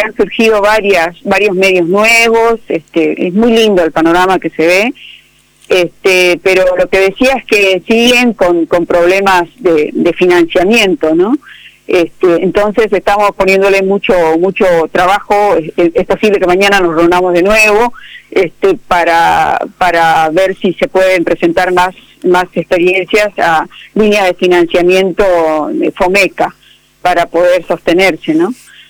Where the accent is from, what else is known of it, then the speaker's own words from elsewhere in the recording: Argentina; colegas bolivianos y bolivianas que me decían, pero vos parece que no sos argentina, porque no hablas como porteño. Y no, bueno, Argentina es más grande que Buenos Aires y que el puerto.